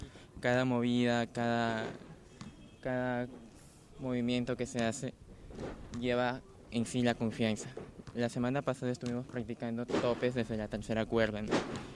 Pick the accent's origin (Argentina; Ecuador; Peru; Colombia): Peru; Lambayeque; yo soy de Lambayeque, del norte del Perú.